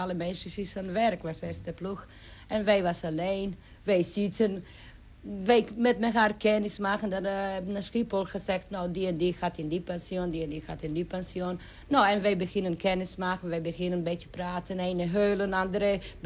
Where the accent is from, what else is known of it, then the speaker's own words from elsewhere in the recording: Serbia; Dutch is a second language; now in Netherlands; Ik kom uit Serbië, van stad, maar ik leef in een boerderijtje vlakbij stad.